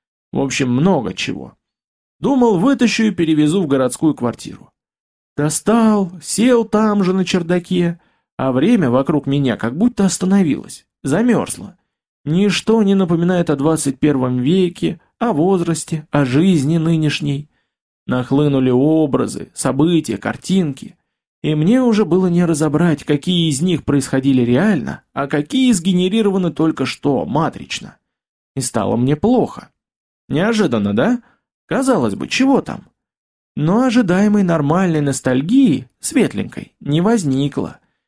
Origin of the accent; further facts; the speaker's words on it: Gorodets, Nizhny Novgorod Oblast, Russia; now in Nizhny Novgorod, Russia; приехал я из Нижнего в городец, на родину, к бабке